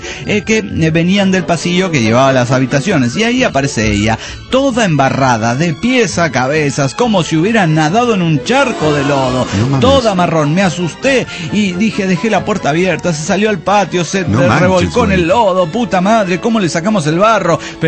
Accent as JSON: {"language": "Spanish", "region": "Córdoba", "country": "Argentina", "tie": "born or raised there", "said": "ahora que estoy en Córdoba Capital, mi ciudad natal."}